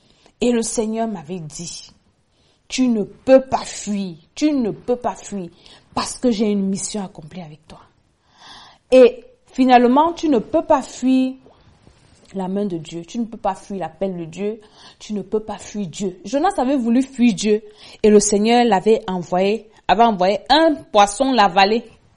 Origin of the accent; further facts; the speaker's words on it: Cameroon; Peut-être comme chez nous au Cameroun.